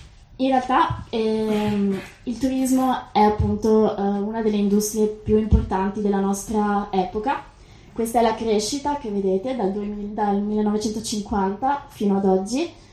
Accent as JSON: {"language": "Italian", "town": "Venice", "region": "Veneto", "country": "Italy", "said": "Diciamo, io vengo da Venezia, Venezia lo è da molto tempo"}